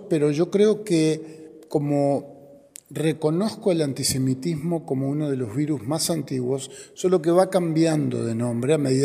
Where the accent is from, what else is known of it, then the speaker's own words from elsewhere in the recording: Uruguay; nosotros somos uruguayos